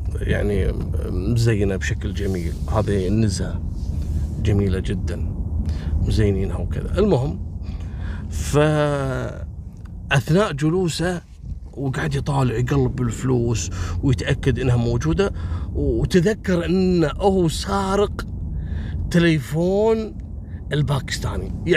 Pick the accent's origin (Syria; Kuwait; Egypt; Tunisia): Kuwait; بخمس دنانير احنا يبيعون عندنا في الكويت